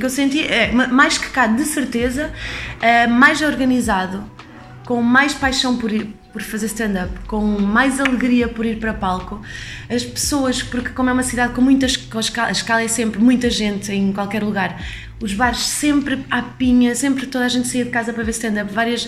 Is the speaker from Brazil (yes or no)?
no; Portugal; sou portuguesa, esta noite vai ter piada de português e sotaque português